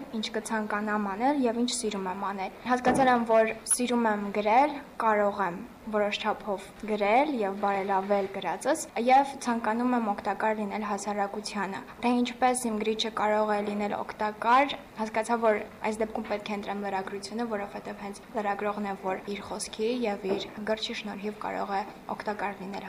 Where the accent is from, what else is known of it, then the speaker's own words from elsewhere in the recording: Stepanakert, Azerbaijan; Ստեփանակերտից եմ։